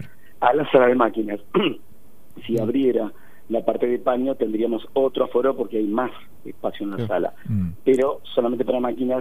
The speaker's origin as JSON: {"language": "Spanish", "town": "Mar del Plata", "region": "Buenos Aires Province", "country": "Argentina", "tie": "born or raised there", "said": "Mar del Plata."}